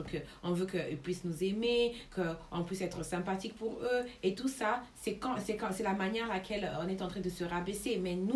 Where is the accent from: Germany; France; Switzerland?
Germany; French is a second language; on savait que nous sommes des Allemands et on vient de l'Allemagne et on va retourner en Allemagne